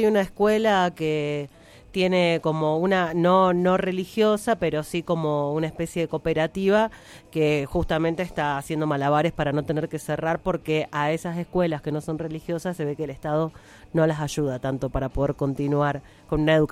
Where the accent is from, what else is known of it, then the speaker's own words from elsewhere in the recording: Coronel Dorrego, Buenos Aires Province, Argentina; La única escuela católica que hay en mi pueblo, que es el Colegio San José, en Coronel Dorrego, provincia de Buenos Aires